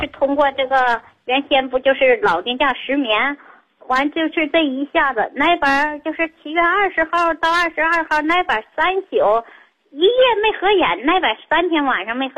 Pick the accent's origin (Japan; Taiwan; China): China; Tangshan, Hebei; 我是唐山的。